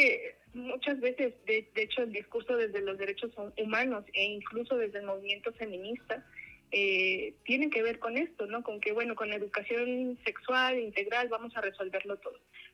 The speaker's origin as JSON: {"language": "Spanish", "town": "Apizaco", "region": "Tlaxcala", "country": "Mexico", "said": "yo soy de Apizaco, es un pueblo industrializado, ¿no? Que hay quien dice que es ciudad, pero digo, es un pueblo que está en crecimiento, pero que es joven, o sea, tendrá 150 años"}